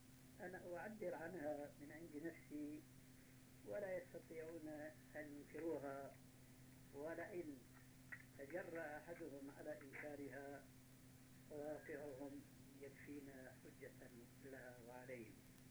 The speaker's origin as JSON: {"language": "Arabic", "town": "Damascus", "region": "Damascus Governorate", "country": "Syria", "said": "وأنا عارف وأنا سوري دمشقي كما تعلمون"}